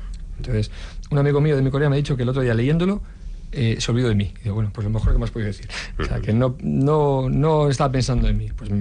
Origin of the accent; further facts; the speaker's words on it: Erandio, Basque Country, Spain; Yo soy de Erandio y voy pues igual dos veces